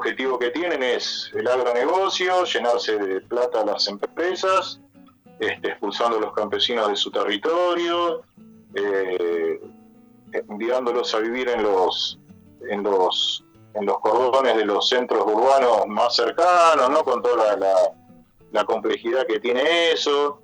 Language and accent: Spanish; Buenos Aires, Argentina; moved away; como cura que vine de Buenos Aires, que fui formado, digamos, en Buenos Aires